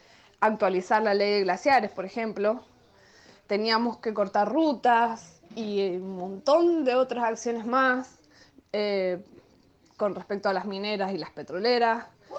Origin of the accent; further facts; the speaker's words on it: Mendoza, Argentina; Soy mendocina